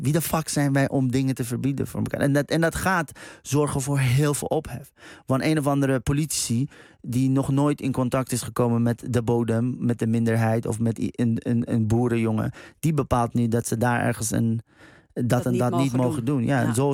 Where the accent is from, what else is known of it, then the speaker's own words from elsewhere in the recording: Iran; nog nooit ben ik opgestaan met het gedachte, god, wat ben ik toch een Iraanse man.